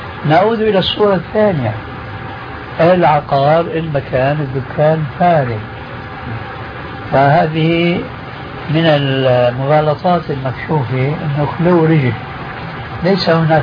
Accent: Syria; هذا التعامل ما يسمى بخلو رجل أو الفروية عندنا في سوريا

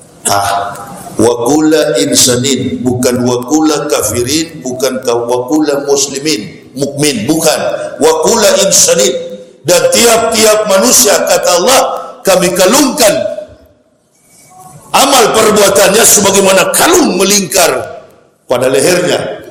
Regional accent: Manado, North Sulawesi, Indonesia; Saya ini orang Manado, lahir dan besar di Manado, sekolah di Manado, Manado asli. Nggak ada campuran. Nenek moyang, opa, oma saya asli Manado.

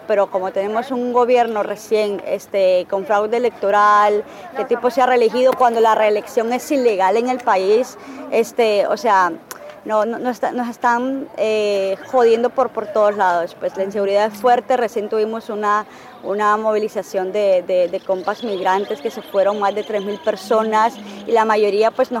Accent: Honduras; lo más jodido que tenemos en Honduras para trabajar justamente ese tema son las políticas

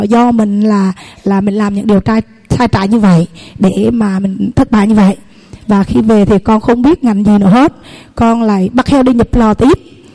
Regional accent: Thừa Thiên Huế, Vietnam; Con sinh ra lớn lên tại Thừa Thiên Huế, tại xã Vĩnh Phú, huyện Phú Vang, và lập gia đình chồng là xã Phú Hải, cùng huyện Phú Vang.

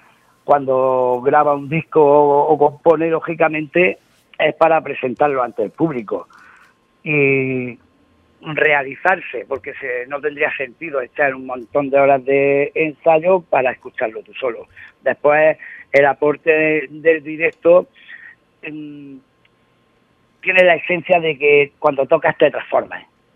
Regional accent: Spain; eso conlleva el quitarnos el montón de perjuicios que tenemos los españoles como españoles

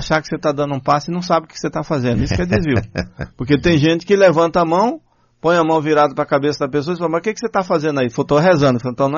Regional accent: Bahia, Brazil; quando o pessoal sabe que eu sou baiano

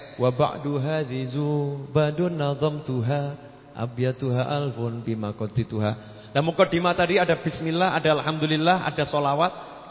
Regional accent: Jakarta, Indonesia; Saya dari Jakarta.

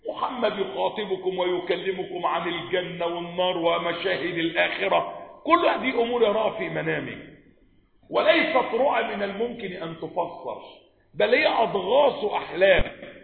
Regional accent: Egypt; والواقعة عندنا في مصر 30 سنة

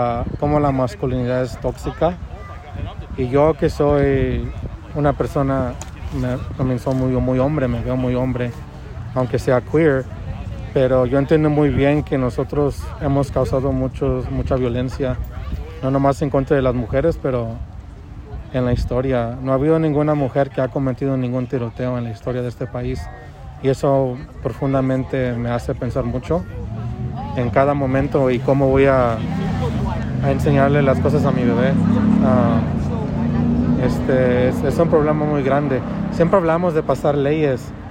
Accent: Mexico; yo soy mexicano, padre, me identifico como Latinx

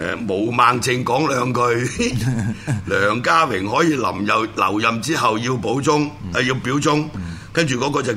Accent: Hong Kong; 即係作為香港人咧，覺得好撚悲哀。

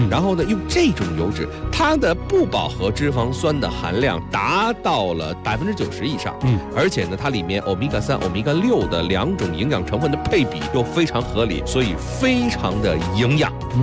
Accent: China; 基本上我们中国人的饮食习惯，煎炒烹炸

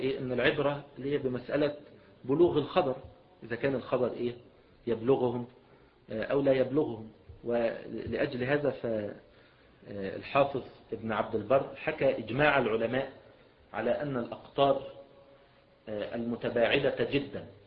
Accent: Egypt; مثلا السلوم مثلا عندنا في مصر

